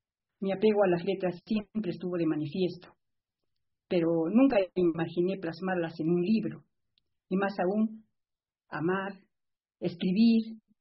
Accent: Arequipa, Peru; quiero expresar una vez más el inmenso cariño a mi tierra arequipeña, que siempre será fuente de mi inspiración.

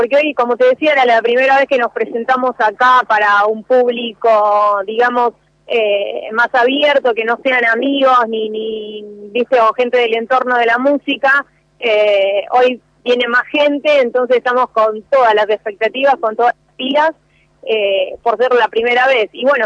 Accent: Moreno, Buenos Aires Province, Argentina; Todos somos de acá de Moreno.

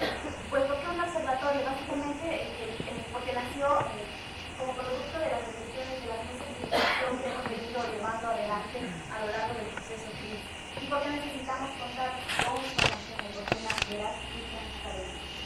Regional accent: Bolivia; No tenemos que tener esa capacidad reactiva que hasta ahora hemos venido manejando como bolivianos

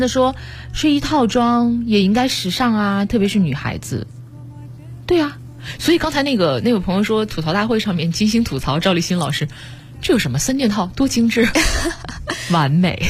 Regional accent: Wuhan, Hubei, China; 就针对南方人啊，像我的家乡武汉，再往东一点像上海南京

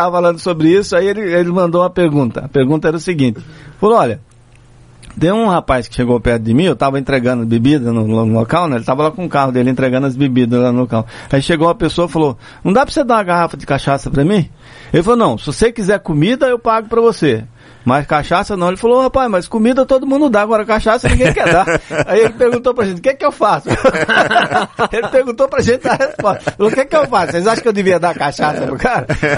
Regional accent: Northeast Region, Brazil; eu prefiro ficar aqui na minha terra mesmo, no Nordeste.

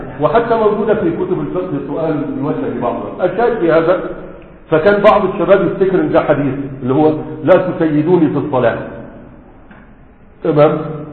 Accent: Egypt; دي مشروع عندنا في مصر أكثر من هذا

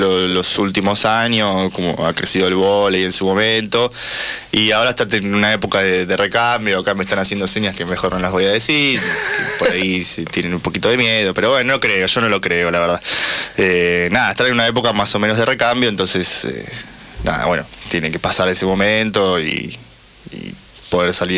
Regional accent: Almagro, Buenos Aires, Argentina; Yo soy de Almagro, exactamente.

